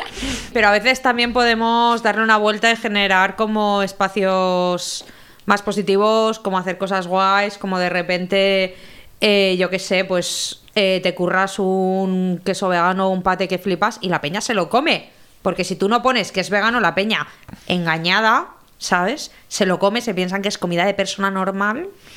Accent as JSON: {"language": "Spanish", "country": "Spain", "said": "Soy española, ¿qué quieres que te gane?"}